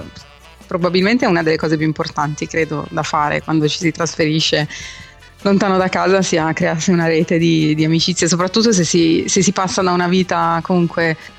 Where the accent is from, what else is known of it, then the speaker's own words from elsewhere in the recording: Milan, Lombardy, Italy; Io sono di Milano, siamo tutti e due di Milano, proprio bauscia dentro, diciamo.